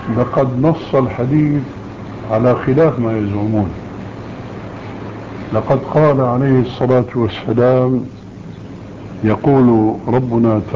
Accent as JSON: {"language": "Arabic", "country": "Syria", "said": "وكما يقولون عندنا في الشام حطينا رجلينا مي بارد"}